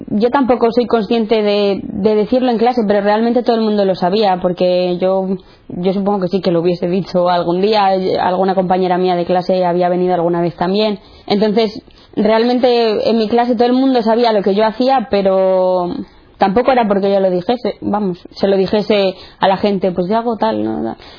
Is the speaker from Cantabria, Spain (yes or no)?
yes; Santander, Cantabria, Spain; tengo 18 años, soy de Santander, soy la mediana de tres hermanos. Mi familia siempre ha sido católica, practicante, tanto por parte de padre como de madre, y entonces pues siempre me he criado en un ambiente cristiano.